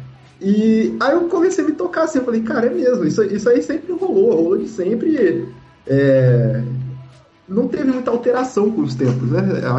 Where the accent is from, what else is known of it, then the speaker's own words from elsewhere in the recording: Vassouras, Rio de Janeiro, Brazil; eu sou de Vassouras, em Barra do Piraí